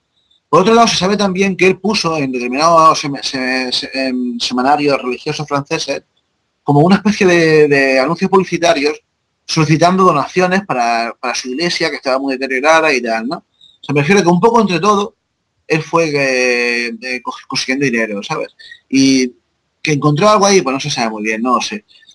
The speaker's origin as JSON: {"language": "Spanish", "town": "Jaén", "region": "Andalusia", "country": "Spain", "tie": "born or raised there", "said": "relacionándolo también con precisamente con mi pueblo, en Jaén"}